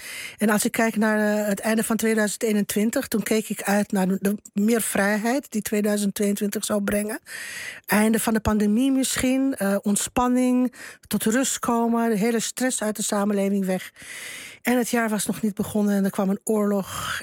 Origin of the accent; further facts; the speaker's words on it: Bucharest, Romania; En je ziet voor je ogen speelt zich alles af wat je als kind in Boekarest gevreesd heeft.